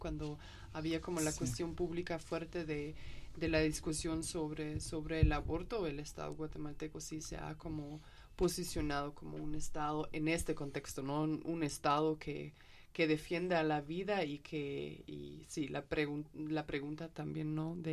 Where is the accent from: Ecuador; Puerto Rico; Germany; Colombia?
Germany; Spanish is a second language; como soy alemana, y entonces algunos de mis amigos en Alemania me escribían